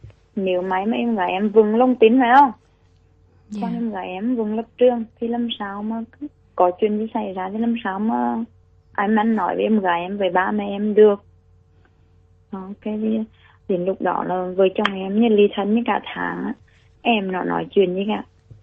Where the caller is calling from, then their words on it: Thủ Đức, Ho Chi Minh City, Vietnam; Em đang gọi điện từ quận 9 Thủ Đức.